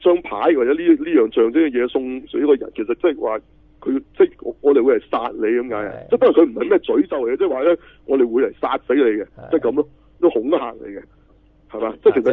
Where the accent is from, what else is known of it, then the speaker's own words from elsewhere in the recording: China; 我系中国人嚟嘅吓。